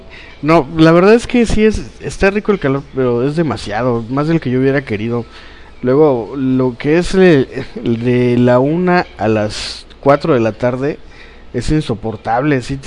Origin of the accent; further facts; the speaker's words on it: Poza Rica, Veracruz, Mexico; Como yo, pues toda mi infancia aquí en Poza Rica, los fines de semana es, ¿qué hacemos? Vamos a la playa.